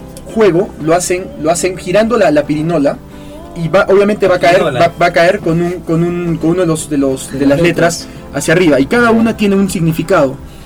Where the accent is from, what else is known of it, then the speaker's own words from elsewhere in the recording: Cuajone, Moquegua, Peru; yo crecí en Cuajone, en el campamento de la Sauder.